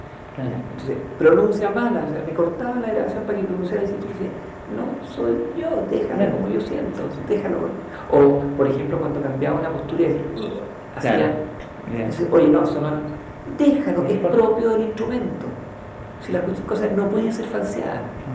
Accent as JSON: {"language": "Spanish", "country": "Chile", "said": "soy chileno, vivo aquí, tengo mis raíces"}